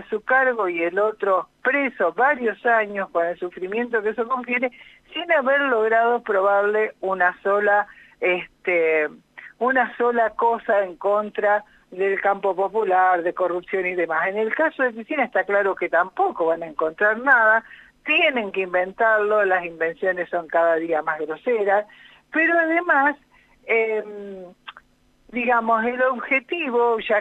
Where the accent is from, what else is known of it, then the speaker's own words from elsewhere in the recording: Rosario, Santa Fe, Argentina; yo soy de Rosario, aviso